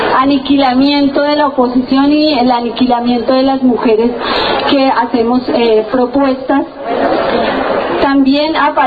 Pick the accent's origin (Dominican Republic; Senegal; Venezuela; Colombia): Colombia; now in Argentina; ya somos bastantes los colombianos y las colombianas que estamos aquí en la Argentina